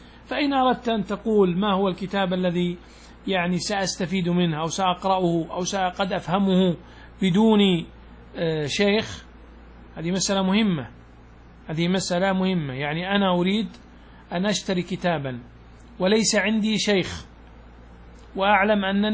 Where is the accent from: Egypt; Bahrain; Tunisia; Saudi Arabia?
Saudi Arabia; هذا العادة قل أن تسلم بنوع من البهائم يعني من الضأن عندنا في السعودية